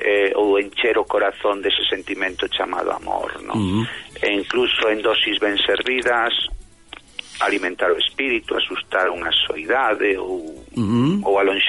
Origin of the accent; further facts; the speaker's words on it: Lugo, Galicia, Spain; born there; Bueno, nacín en Lugo, digo, pero meus pais naceron nunha aldeíña moi pequeniña, moi humilde, de tres casiñas.